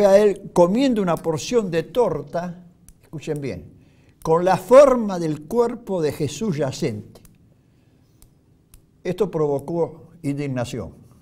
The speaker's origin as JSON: {"language": "Spanish", "region": "Buenos Aires", "country": "Argentina", "said": "yo soy porteño como vos, Miguel Ángel"}